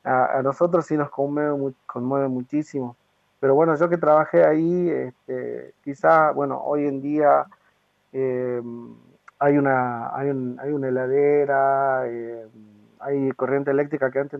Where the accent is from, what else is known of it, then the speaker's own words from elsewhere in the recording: Mina El Aguilar, Jujuy, Argentina; born there; yo nací, por ejemplo, en Mina del Aguilar, y que es una zona parecida, nada más que, bueno, está un poco más al centro de la provincia, en el departamento de Humahuaca. Y bueno, son zonas así, puneñas, de altitud, ¿no? Con pocos pobladores, pocas casitas